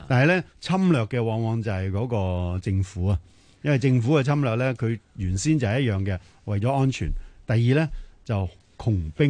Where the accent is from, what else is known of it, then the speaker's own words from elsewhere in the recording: China; 呢个我哋中国人睇起上嚟